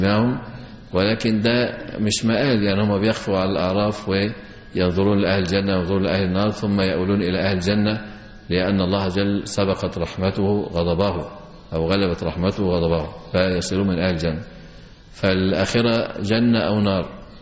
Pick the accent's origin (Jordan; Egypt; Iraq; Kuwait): Egypt; فقلت له إن الوضع عندنا في مصر يختلف عن وضع عندكم،